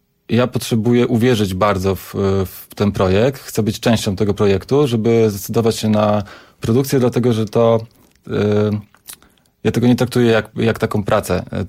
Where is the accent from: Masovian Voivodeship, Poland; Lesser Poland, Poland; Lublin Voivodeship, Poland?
Masovian Voivodeship, Poland; Radom; moved away; że to jest aż niewiarygodne, że my się nie poznaliśmy w tym Radomiu. Ale widocznie ja za wcześnie wyjechałem, a z Radomia